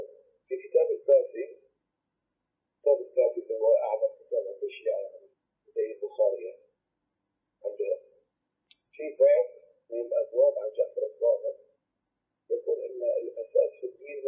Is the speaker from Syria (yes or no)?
no; Bahrain; أنا شيعي مسلم من البحرين.